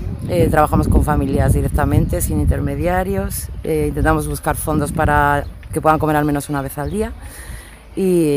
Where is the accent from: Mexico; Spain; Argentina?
Spain; León, Castile and León; vengo de León.